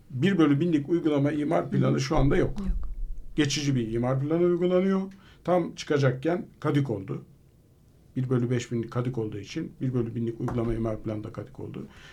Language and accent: Turkish; Istanbul, Turkey; Ben Fatih'te, Fener'de doğdum. Yani orada Samatya'da yaşadım. Çocukluğum bir kısmı Samatya'da geçti.